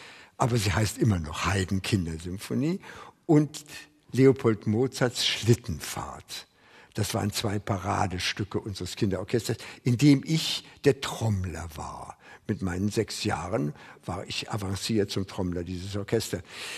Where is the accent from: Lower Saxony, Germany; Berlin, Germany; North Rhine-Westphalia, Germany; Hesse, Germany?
Berlin, Germany; Lankwitz; born there; 1924 in Lankwitz geboren